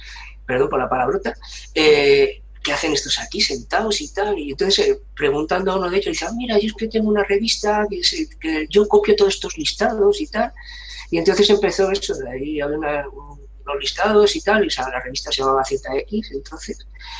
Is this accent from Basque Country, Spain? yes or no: no; Madrid, Community of Madrid, Spain; como soy de Madrid, aquí en Madrid está el Corte Inglés